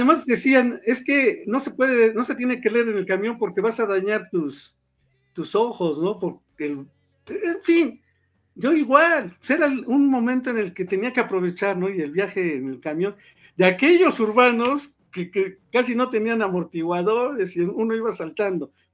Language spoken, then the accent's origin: Spanish; Puebla, Mexico; aquí no lo vas a ver porque aquí somos poblanos